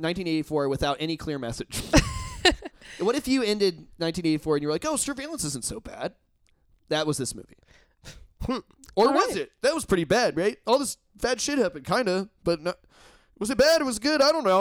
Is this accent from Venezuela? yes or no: no; Indiana, United States; I'm from Indiana.